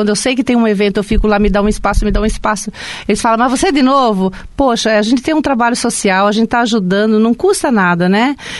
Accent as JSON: {"language": "Portuguese", "town": "Cianorte", "region": "Paraná", "country": "Brazil", "lives_now": "Foz do Iguaçu, Brazil", "said": "Eu era bem jovem, quando eu vim para Foz do Iguaçu, tinha meus 17 anos, né?"}